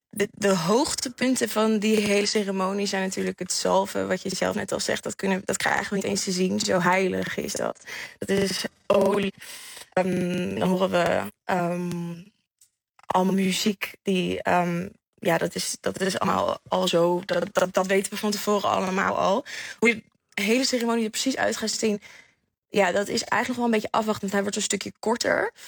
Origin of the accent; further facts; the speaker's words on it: United Kingdom; accent: English; Dutch is a second language; Met mijn Engels accent